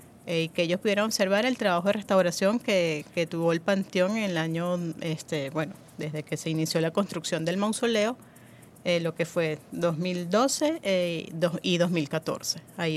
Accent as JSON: {"language": "Spanish", "country": "Venezuela"}